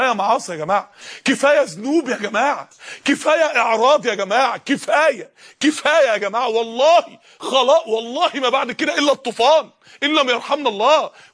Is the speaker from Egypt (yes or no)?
yes; Mansoura, Dakahlia, Egypt; زي السماء لما نزلت الطوب الجليد بتاعها من عدة ايام عندنا في المنصورة